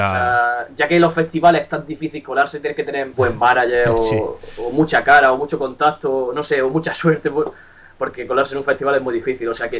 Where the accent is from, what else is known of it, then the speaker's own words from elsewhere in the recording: Almería, Andalusia, Spain; now in Madrid, Spain; De abajo de España, perro. Yo soy de Almería, aunque ahora mismo estoy afincado en Madrid.